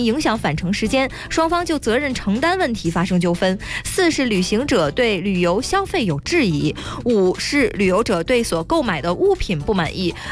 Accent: Heilongjiang, China; 我的老家，我的老家。

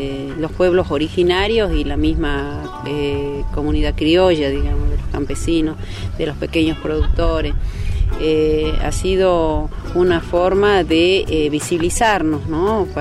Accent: Rivadavia, Salta, Argentina; Bueno, somos de Rivadavia, Banda Norte, Chaco Salteño, prácticamente límite de Formosa con Salta.

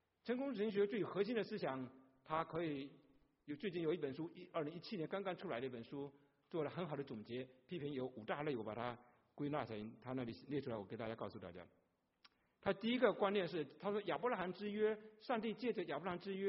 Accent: China; 我们从大陆来切苹果都是一点点薄薄的一点点切哦

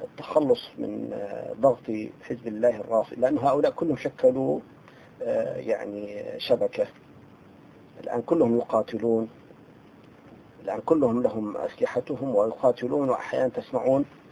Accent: Syria; في مصر بيسموهم بلطجية، نحن عندنا في سوريا بيسموهم الهمشرية

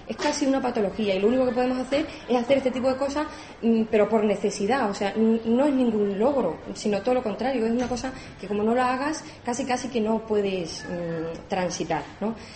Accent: Extremadura, Spain; Yo soy extremeña, no tengo patria aquí, mi padre ni nada.

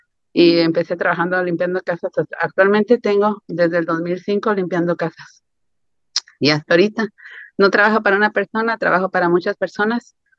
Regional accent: Jalisco, Mexico; moved away; yo soy de Jalisco, México. Estoy aquí desde los 80s. Desafortunadamente todavía no he podido ir a mi país.

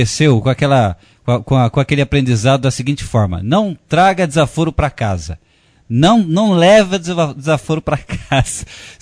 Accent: Franca, São Paulo, Brazil; o Júlio é de Franca, né? Minha terra querida também

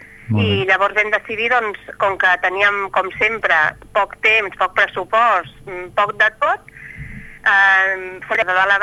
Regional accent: Barcelona, Catalonia, Spain; que som com els fundadors, som de Barcelona.

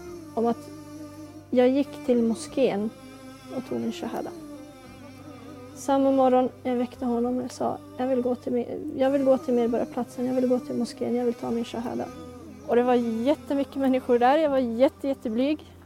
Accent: Norrland, Sweden; Jag var 16 år. Jag bodde inte i Stockholm överhuvudtaget. Jag kommer inte från Stockholm utan jag kommer från norr i landet.

